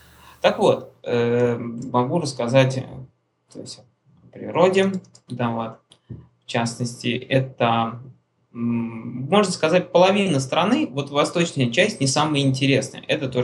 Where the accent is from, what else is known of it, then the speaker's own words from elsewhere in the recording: Russia; я говорю, товарищ, я говорю, я из России.